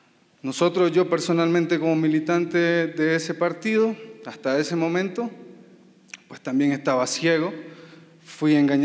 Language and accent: Spanish; Nicaragua; now in Mexico; tuve la palabra, el valor, de poderles comunicar nuestro dolor como nicaragüense, como muchos que estamos siendo perseguidos simplemente por el derecho de protestar. Yo en México, pues, entré el 3 de diciembre